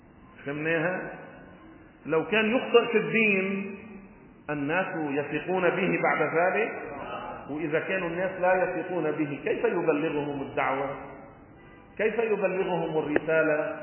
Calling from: Beirut, Beirut Governorate, Lebanon; ونحن من بيروت، وحطوا اسمي على التلفزيون وقتها … من بيروت.

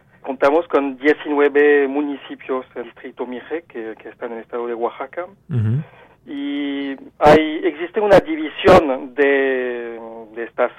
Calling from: Paris, Île-de-France, France; Spanish is a second language; estoy llamando desde París, entonces obviamente el español no es mi idioma como original y nativo

